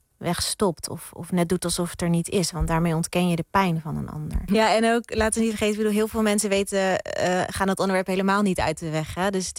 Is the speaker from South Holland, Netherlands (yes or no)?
yes; Rotterdam, South Holland, Netherlands; Ja, ik ben opgegroeid in Rotterdam. Echt een geboren en getogen Rotterdammer. Mijn moeders familie woont in Drenthe.